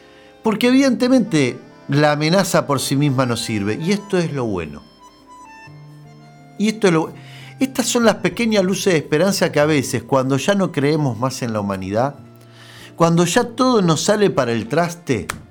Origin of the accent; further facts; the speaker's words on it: Argentina; Pero nosotros, que somos argentinos, y capaz que el anillo lo podemos poner en una empanada.